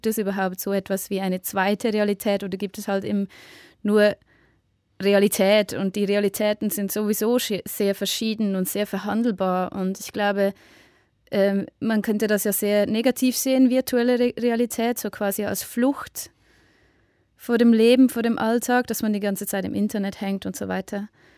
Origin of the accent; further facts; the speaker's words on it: Switzerland; ich glaube, dass diese Themen umso wichtiger sind für mich als Schweizer Act quasi anzusprechen